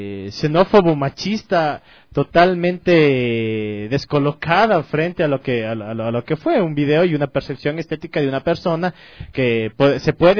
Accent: Ecuador; nos devela a nosotros como ecuatorianos, de nosotros como sociedad

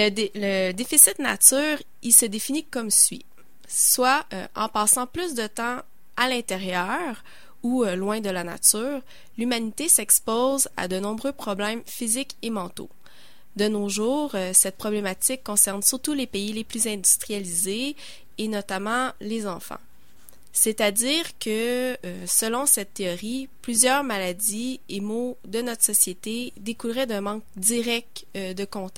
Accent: Malartic, Quebec, Canada; Je suis originaire d'Abitibi, de Malartic.

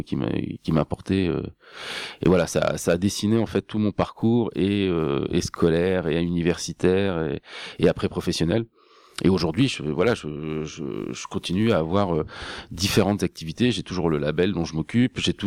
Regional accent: Hauts-de-France, France; parce que je suis picard, mais je suis venu faire une partie de mes études à Metz et à Nancy

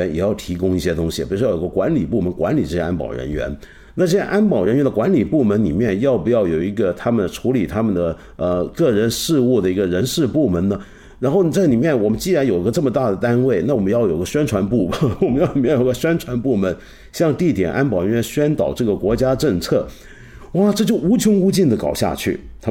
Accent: China; 就是我们中国人现在都还骂这个体制怎么浪费钱呢

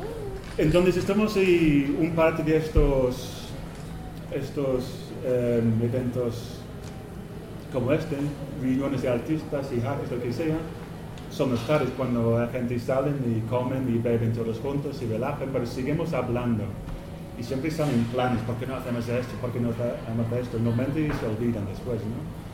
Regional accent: England, United Kingdom; Spanish is a second language; now in Spain; Soy inglés, pero llevo unas 8 años viviendo en España. Entonces espero que mi español sirve para explicar lo que quiero explicar.

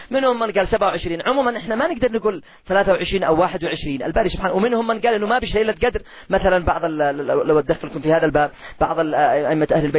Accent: Yemen; لا تقل اليوم على سعر الدقيق والقمح عندنا في اليمن ما تقلش عن 300 ريال

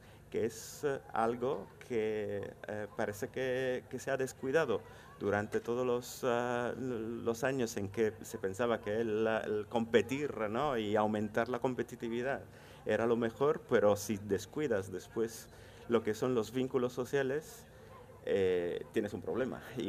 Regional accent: Italy; Spanish is a second language; También yo soy de Italia

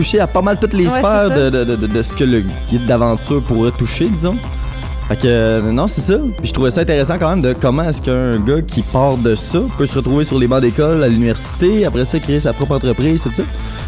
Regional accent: Repentigny, Quebec, Canada; Je dois être honnête, je suis natif de Repentigny aussi.

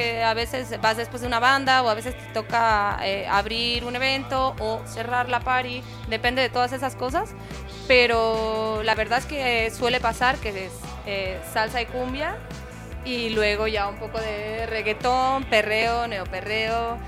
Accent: Catalonia, Spain; y yo misma, que soy de tierras catalanas.

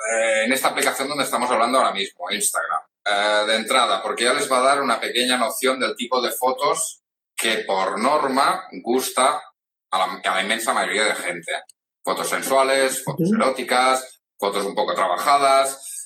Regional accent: Catalonia, Spain; accent: Catalan; debido a mi acento catalán, evidentemente

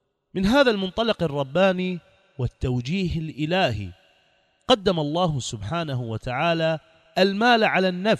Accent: Iraq; على ديننا وعلى بلدنا العراق جمجمة العرب

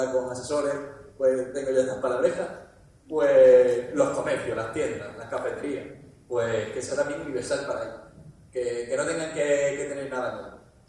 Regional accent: Málaga, Andalusia, Spain; soy el único malagueño que está aquí subido, ¿de acuerdo? Y somos malagueños

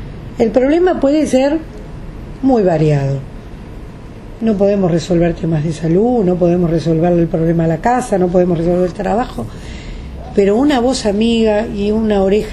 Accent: Uruguay; moved away; Los de afuera somos uruguayos que por alguna circunstancia de la vida nos tuvimos que ir.

